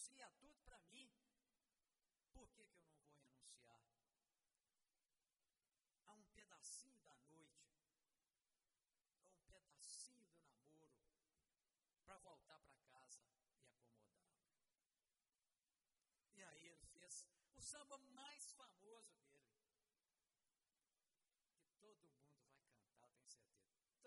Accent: Peçanha, Minas Gerais, Brazil; E eu fiquei me lembrando dos meninos lá de Peçanha, minha terra. Peçanha é muito alto, e de lá a gente vê todo o espinhaço, ou a maioria das serras do espinhaço.

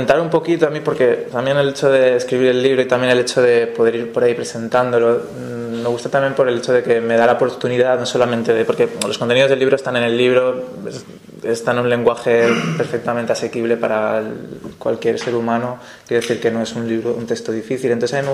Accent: Valencia, Valencian Community, Spain; Yo vengo de Valencia, vengo de los movimientos sociales de Valencia, sobre todo del movimiento libertario

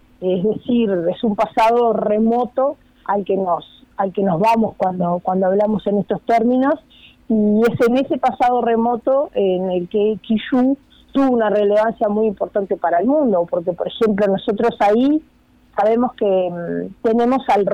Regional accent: Puntas de Valdés, San José, Uruguay; Yo soy de Puntas de Valdés.

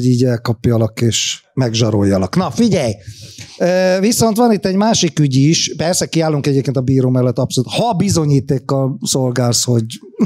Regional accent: Hungary; Én igaz magyar vagyok

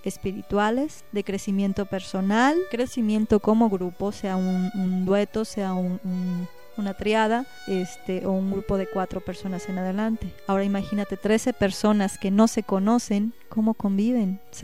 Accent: Mexico; Como mexicano siempre te lo estás cuestionando.

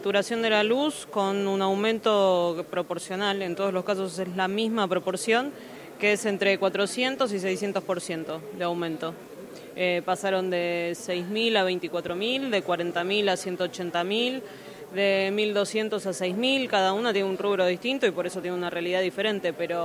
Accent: Buenos Aires Province, Argentina; los que somos de Provincia de Buenos Aires

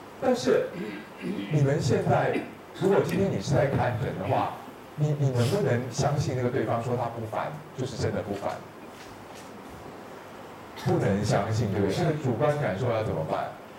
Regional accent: Taiwan; 尤其我们台湾人

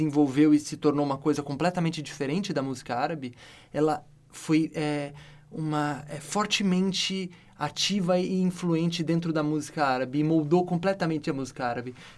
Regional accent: Brazil; talvez eu como brasileiro pude olhar, olhando isso de fora

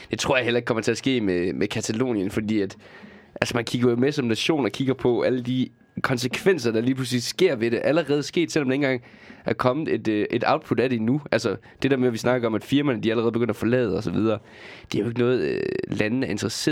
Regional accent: Region of Southern Denmark, Denmark; der, hvor jeg kommer fra i Sønderjylland, fordi der er der ikke så meget

